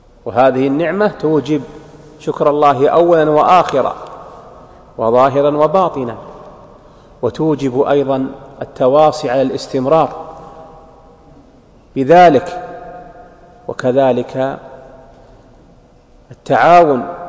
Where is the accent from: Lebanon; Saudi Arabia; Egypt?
Saudi Arabia; وميز الله هذه البلاد، بلادنا المملكة العربية السعودية